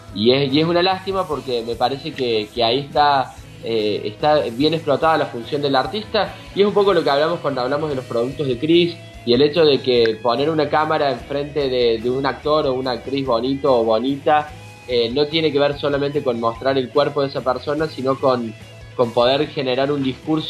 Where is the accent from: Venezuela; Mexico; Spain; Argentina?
Argentina; creo que es una pena que como argentinos nos perdamos esas cosas